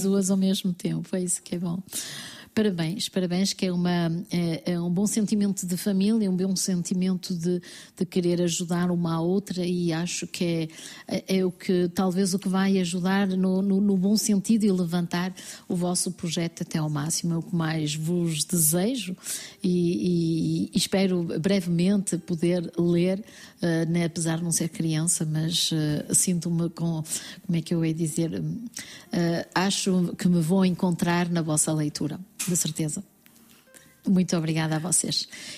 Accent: Portugal; also born or lived in France; Nascemos em França e fomos para Portugal da mesma forma que vocês as duas

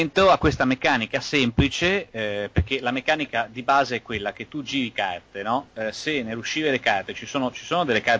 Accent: Liguria, Italy; L'ho scoperto poi da buon ligure

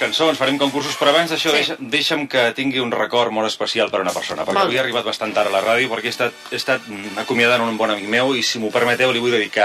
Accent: Cerdanyola, Catalonia, Spain; viu entre Cerdanyola i Ripollet, però de sempre Cerdanyola ha estat el meu poble, el meu poble de l'ànima. Vaig arribar allà amb els pares als anys 70

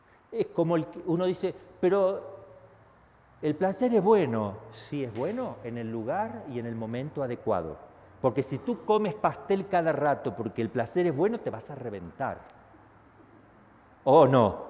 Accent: Argentina; Disculpe que hay una palabra fea, yo soy argentino, me salió ahí.

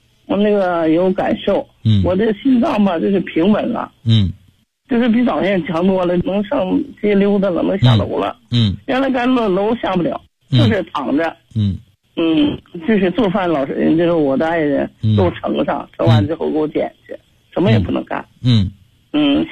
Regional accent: Harbin, Heilongjiang, China; 我是哈尔滨的，

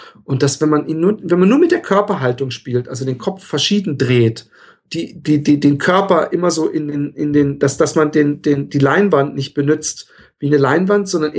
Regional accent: Germany; now in Netherlands; und das als Deutscher in Holland, politisch hochgesandt.

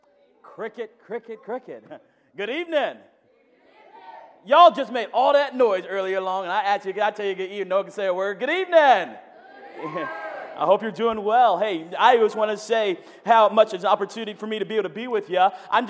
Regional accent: North Carolina, United States; well, I come from North Carolina.

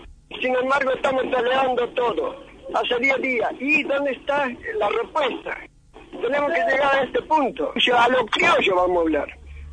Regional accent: Argentina; Somos argentinos y tenemos derecho.

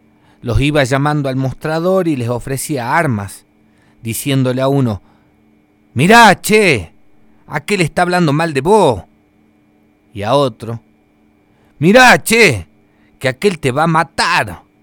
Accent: Jujuy, Argentina; Esta es otra historia también antigua de la zona de la quebrada de donde vengo. En aquellos tiempos solía aparecer una pulpería misteriosa, una carpa a la orilla de los caminos de la quebrada de Humahuaca

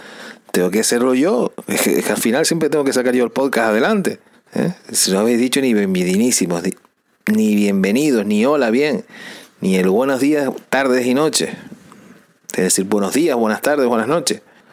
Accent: Canary Islands, Spain; Sí, sí, es que somos, los canarios somos así, que no estamos acostumbrados al frío.

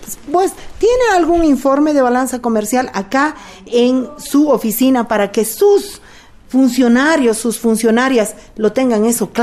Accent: Bolivia; Yo diría... como ciudadana boliviana, que la aduana es el aparato de destrucción de la producción boliviana.

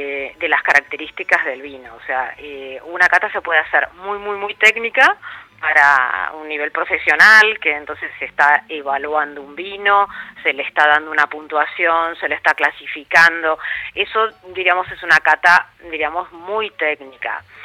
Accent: Argentina; now in Spain; como compatriota, como argentina, estar hablando de vinos en España

